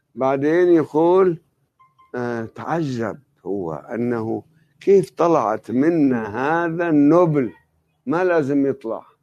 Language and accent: Arabic; Lebanon; وعندنا بلبنان يسمونهم أهل الشوفة